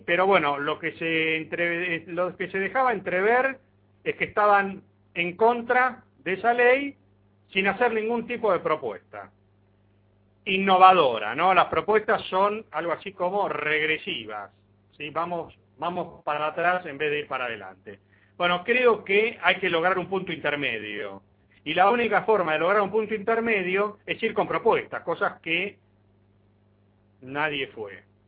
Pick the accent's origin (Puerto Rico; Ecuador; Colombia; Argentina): Argentina; si somos argentinos también podemos hacer las cosas bien.